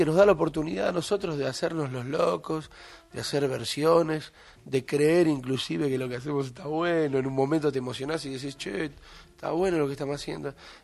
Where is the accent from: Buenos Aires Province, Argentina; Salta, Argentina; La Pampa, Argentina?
Buenos Aires Province, Argentina; Avellaneda; Sí, yo nací en Avellaneda y soy de Sarandí Domínico. Me crié mucho en Avellaneda hasta los 12 años, jugué al fútbol en inferiores, clubes de barrio